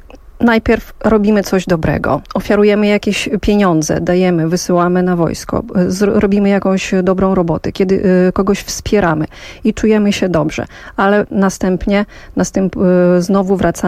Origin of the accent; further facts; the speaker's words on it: Vinnytsia Oblast, Ukraine; Ja natomiast dorastałam w obwodzie winnickim, który jest na południowy zachód od Kijowa, mniej więcej 2,5 godziny.